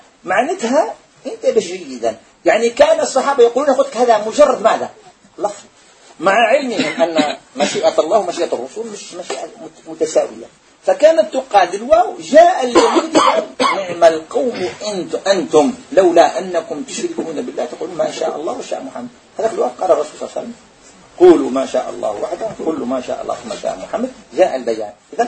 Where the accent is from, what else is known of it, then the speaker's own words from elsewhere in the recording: Algeria; احنا جزائريين نقول